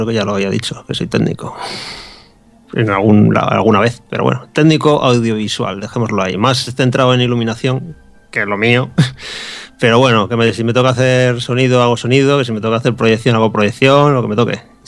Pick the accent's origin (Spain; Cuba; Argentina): Spain; Bilbao, Basque Country; now in Santiago de Compostela, Spain; yo me vine aquí a Santiago Compostela desde Bilbao, yo soy de Bilbao. Me vine. Y sí, hace ya unos años